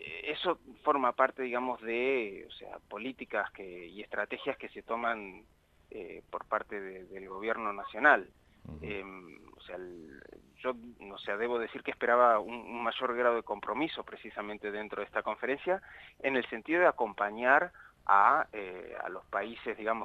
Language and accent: Spanish; Argentina; somos tres los argentinos.